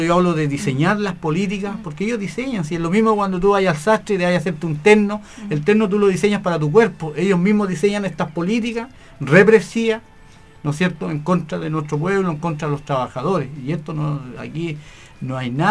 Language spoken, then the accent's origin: Spanish; Chile; las necesidades básicas que tenemos como familia chilena.